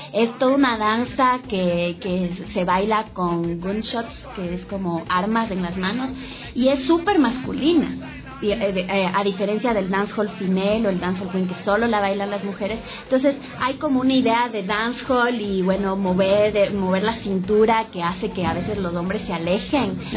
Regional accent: Ecuador; nosotros nos vamos a indignar como ecuatorianos

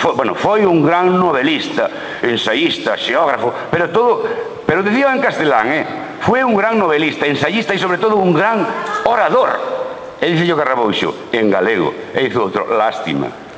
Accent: Galicia, Spain; Ya que me, a autoestima como galego.

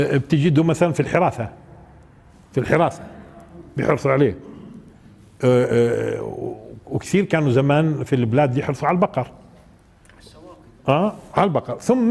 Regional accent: Palestine; وهذا غير مألوف عندنا في فلسطين بالمرة

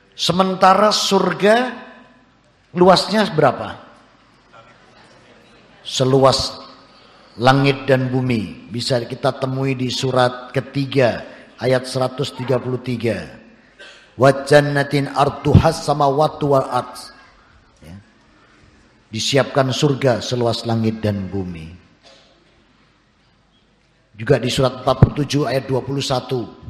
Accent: Surabaya, East Java, Indonesia; Lahir di Surabaya, dikecil, dibesarkan, dididik di keluarga Katolik.

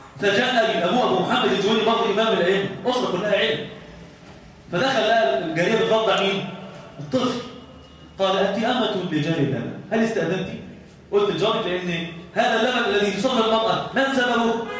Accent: Egypt; لان احنا عندنا في مصر هذا المخالف ده

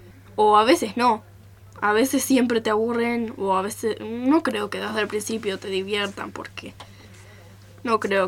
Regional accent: Buenos Aires, Argentina; de Buenos Aires.

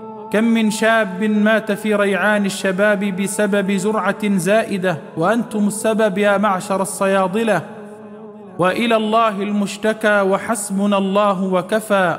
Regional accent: Upper Egypt, Egypt; عندنا في الصعيد يقولون

